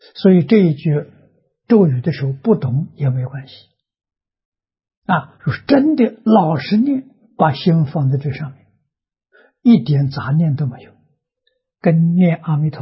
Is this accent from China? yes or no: yes; China; 我们中国人一定是保持身与意像莲花一样